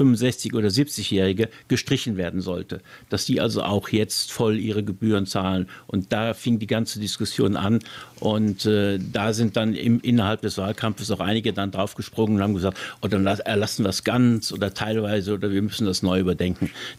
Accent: Brussels, Brussels-Capital Region, Belgium; also born or lived in Luxembourg; Also ich sage ja immer, ich bin ein Kind Europas. Ich bin ja in Brüssel und Luxemburg groß geworden.

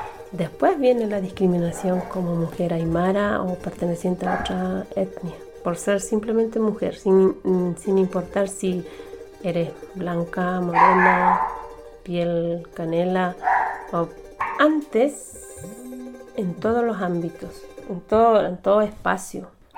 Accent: Puno, Peru; moved away as an adult; Yo soy de Puno, de nacimiento peruana, pero siempre me identifico ser aymara antes de ser peruana. En donde sea. Estoy aquí más de 20 años

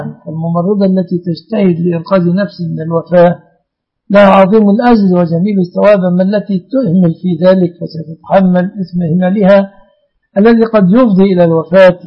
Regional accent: Mansoura, Dakahlia, Egypt; والله أنا من المنصورة يا أخي

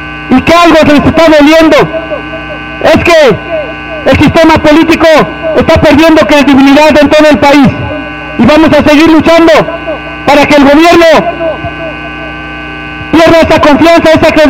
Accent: Huitzilapan, State of Mexico, Mexico; Nosotros venimos de Huitzilapan, un pueblo originario, un pueblo otomí del Estado de México.

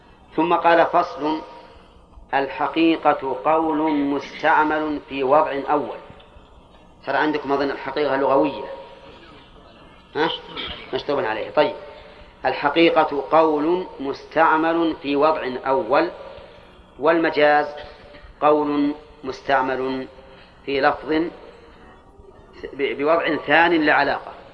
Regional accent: Al-Qassim, Saudi Arabia; كنية عندنا في القصيم

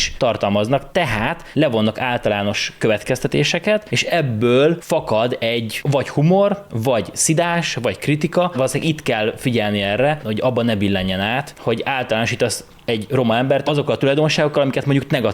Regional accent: Békés, Hungary; ahol én voltam békésen, ahol felnőttem, nagyon sok roma származású ember

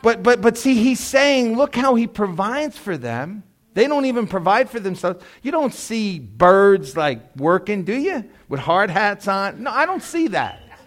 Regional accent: New York, United States; I was a hood kid, man. Right across the street was Moffett Gardens. I grew up on St. Joseph Avenue.

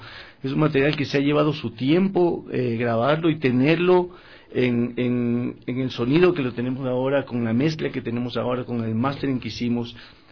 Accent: Manta, Manabí, Ecuador; now in Quito, Ecuador; Yo soy de Manta, vivo acá 18 años.

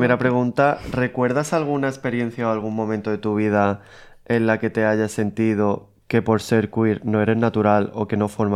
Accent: Málaga, Andalusia, Spain; soy de Málaga y vivo a un minuto de la playa, el mar

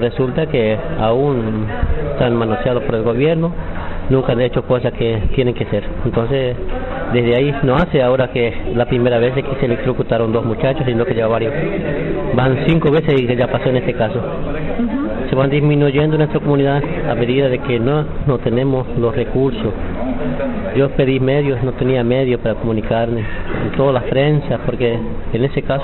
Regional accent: Estanislao del Campo, Formosa, Argentina; yo soy de jurisdicción de Estanislaus del Campo, provincia de Formosa. Vivo en una comunidad

